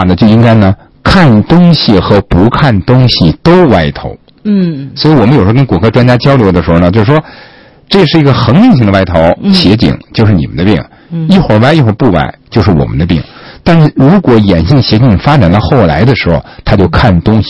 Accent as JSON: {"language": "Chinese", "country": "China", "said": "因为我们中国人是蒙古人的人种嘛"}